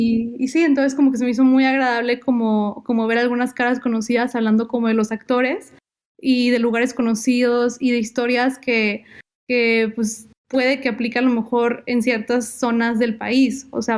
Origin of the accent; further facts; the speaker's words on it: Monterrey, Nuevo León, Mexico; yo soy de Monterrey